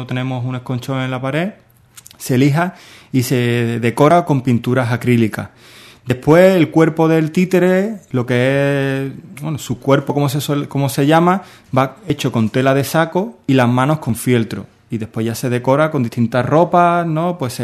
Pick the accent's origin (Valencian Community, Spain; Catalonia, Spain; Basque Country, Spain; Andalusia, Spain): Andalusia, Spain; Seville; Como soy de allí, soy de Sevilla, ¿no?